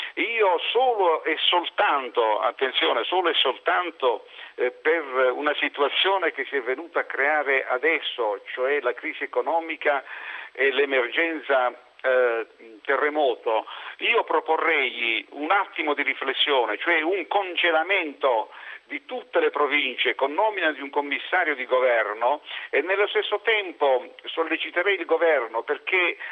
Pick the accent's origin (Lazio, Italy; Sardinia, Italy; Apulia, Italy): Apulia, Italy; Barletta; now in Bari, Italy; Io sono originario di Barletta, ma sono da 40 anni che sto a Bari.